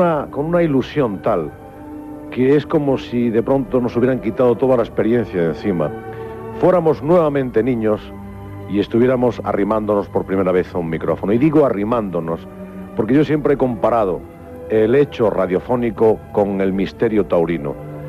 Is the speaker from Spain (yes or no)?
yes; Spain; tuve muchísimo cuidado siempre, como español, tuve mucho cuidado siempre